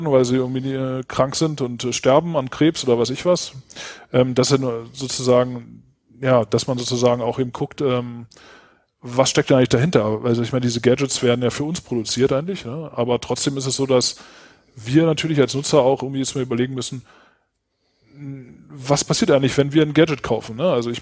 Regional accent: Berlin, Germany; komme ursprünglich aus Berlin. Aber im Moment wohne ich auch hier, wo Peter Mende auch wohnt, in Dessau

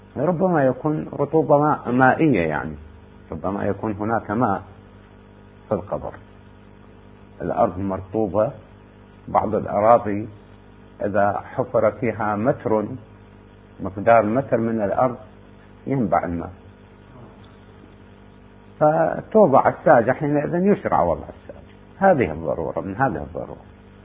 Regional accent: Iraq; هذا ممكن يعني البناء عندنا في العراق يبنون به الطابوق

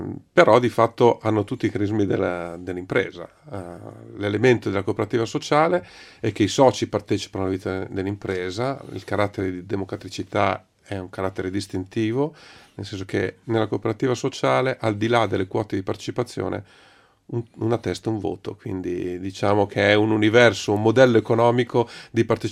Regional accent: Milan, Lombardy, Italy; Io abito, sono di Milano, sono del Giambellino.

